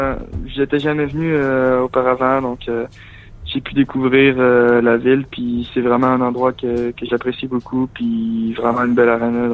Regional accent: Quebec, Canada; Parce que pour moi, je suis Québécois.

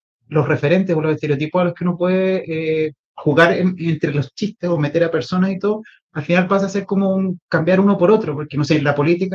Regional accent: Chile; moved away; En Chile soy un chileno más, acá soy un latino

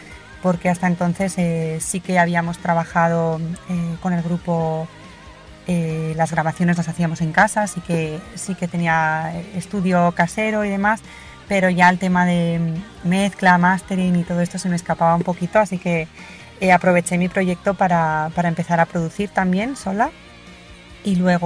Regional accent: Pamplona, Navarre, Spain; soy de Pamplona y bueno, llevo prácticamente toda la vida en la música.

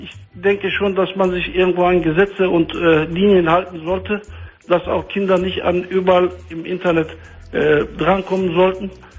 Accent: Turkey; Ich bin Türke, ja, auf jeden Fall.

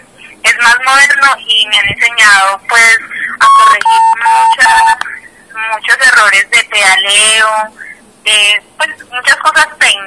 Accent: Medellín, Antioquia, Colombia; No, no, yo soy de Medellín. Entonces, no, ellas están allá.

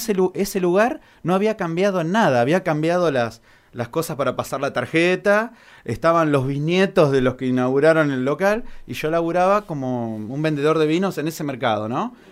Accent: Argentina; Porque si soy argentino, que no la haya hecho en Argentina.

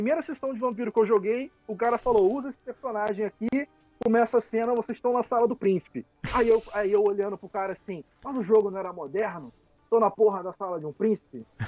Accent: Saquarema, Rio de Janeiro, Brazil; Eu sou do interior do Rio, Saquarema.

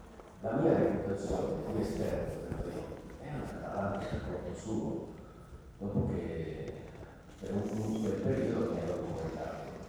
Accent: Veneto, Italy; È vero che vengo dalla valle del Piave, ma non da lontanone

